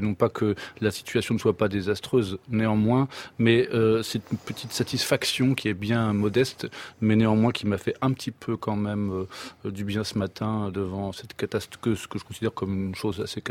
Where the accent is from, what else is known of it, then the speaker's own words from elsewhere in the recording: Quiberon, Brittany, France; Oui, j'ai grandi à Quiberon.